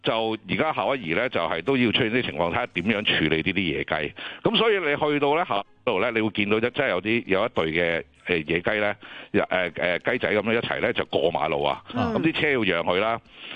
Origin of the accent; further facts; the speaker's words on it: Hong Kong; 因为作为香港人，好少见到啲鸡即系喺街跑噶嘛